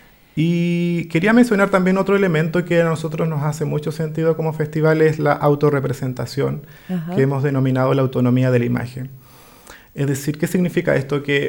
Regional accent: Lago Ranco, Los Ríos, Chile; Yo soy de Lago Ranco, soy ajá. del Lofche Iliwe, un Lofche que desafortunadamente... no existe hoy en día como Lofche

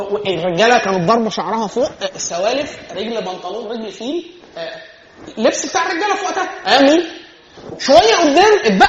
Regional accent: Egypt; في القفشات في القلش عندنا في مصر

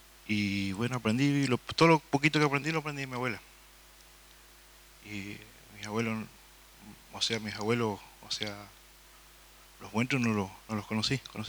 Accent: El Bolsón, Río Negro, Argentina; soy de La Cuesta también. Y yo pasé parte de mi niñez, mi juventud acá en Bolsón. Nací acá. Mi mamá vino allá de La Cuesta y me tuvo acá en Bolsón.

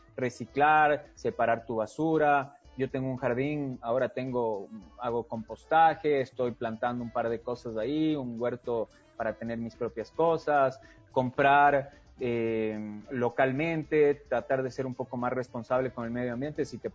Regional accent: Chile; Yo crecí en Chile muchos años de mi vida, mi mamá es de allá

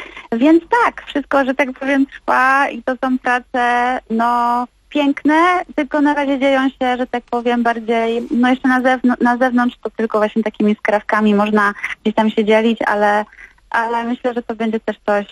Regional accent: Gliwice, Silesian Voivodeship, Poland; ten utwór, który tak naprawdę też był śpiewany w kościele przez mojego tatę, który był organistą u nas w Gliwicach w parafii Wszystkich Świętych.

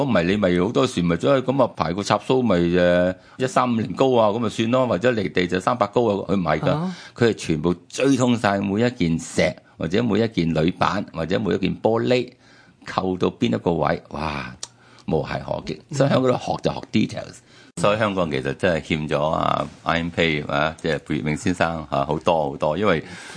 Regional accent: China; 即係我哋中国人好多时都好鍾意自己话事啦

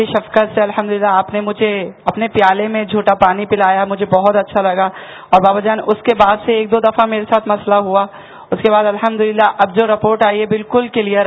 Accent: Karachi, Sindh, Pakistan; میں باب المدینہ کراچی سے تعلق رکھتا ہوں.

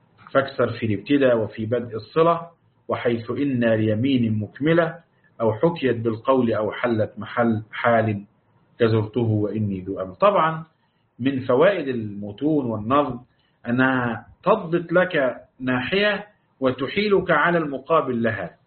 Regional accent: Upper Egypt, Egypt; لأنها عندنا في الصعيد نقول يا بخت فلان، أو ده بخت عظيم

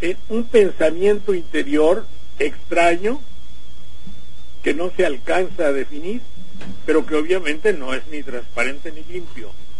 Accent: Mexico; siendo un mexicano, sabiendo que nuestro país tiene el 50% de personas

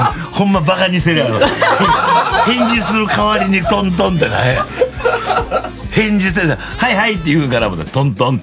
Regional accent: Osaka, Japan; accent: Senshu dialect; 私は泉州弁で生まれ育ちましたけども、

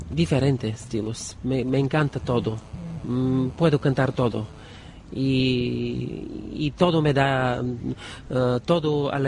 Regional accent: Bulgaria; first language Bulgarian; Spanish is a second language

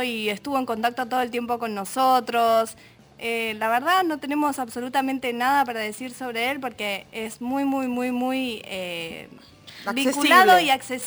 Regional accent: Argentina; no es tanto algo que nos pueda vincular para nosotras como argentinos, ¿no?

